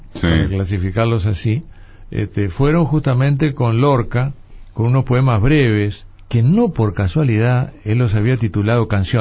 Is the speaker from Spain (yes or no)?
no; Uruguay; Soy un uruguayo desordenado.